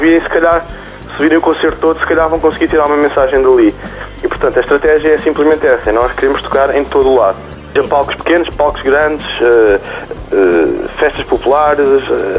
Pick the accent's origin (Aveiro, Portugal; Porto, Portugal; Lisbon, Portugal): Lisbon, Portugal; also born or lived in London; now in Alvito, Portugal; eu sou lisboeta. Eu sou um lisboeta que foi para Londres e depois de Londres ficou farto de grandes cidades e foi ver para o Alvito. E portanto eu sou um alvitense de adoção e de coração.